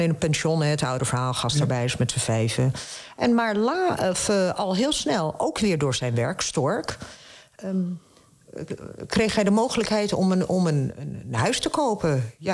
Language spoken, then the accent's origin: Dutch; Fes, Fès-Meknès, Morocco; Ik kom uit Fes, dat is een van de koningsteden.